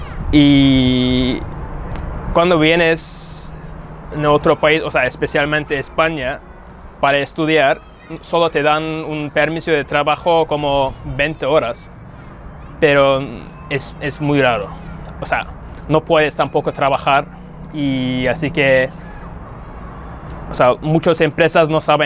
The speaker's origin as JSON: {"language": "Spanish", "region": "Istanbul", "country": "Turkey", "second_language": "Spanish", "said": "vengo de Estambul, tengo 28 años"}